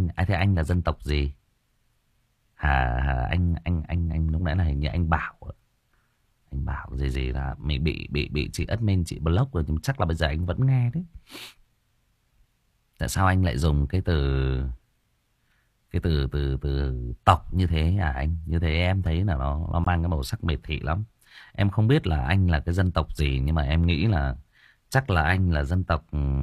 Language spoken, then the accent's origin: Vietnamese; Thai Nguyen, Vietnam; Chỉ có điều là em sinh ra và lớn lên ở Thái Nguyên. Đó. Em yêu cái nơi em được sinh ra và lớn lên này.